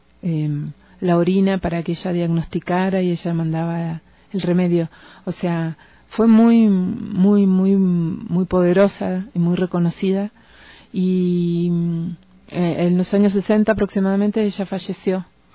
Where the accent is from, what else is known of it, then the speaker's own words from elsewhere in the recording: Patagonia, Argentina; yo vengo del lado de Puel Mapu, del lado del este, o sea, del lado de Argentina. Y bueno, también vivo cerca del mar, del Atlántico.